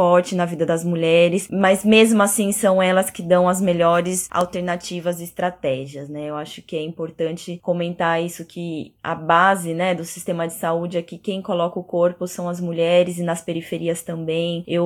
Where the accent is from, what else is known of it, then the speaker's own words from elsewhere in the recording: Brazil; now in Buenos Aires, Argentina; sou brasileira, já vivo alguns anos na Argentina, em Buenos Aires.